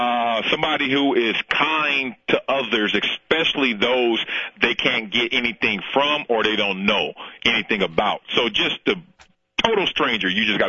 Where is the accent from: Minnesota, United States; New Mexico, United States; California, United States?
California, United States; Compton; also born or lived in Los Angeles; now in Vancouver, Canada; it's a lot different than what I'm used to growing up in L.A. and growing up in Compton.